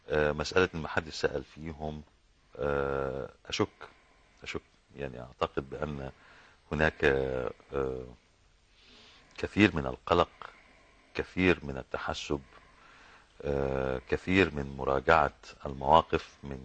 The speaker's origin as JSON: {"language": "Arabic", "country": "Egypt", "said": "يعني منطلق كوني مصري"}